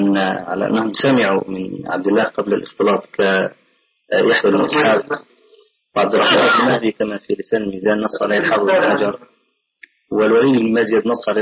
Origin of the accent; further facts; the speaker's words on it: Egypt; فأخذها بعض أهل بعض الناس عندنا في مصر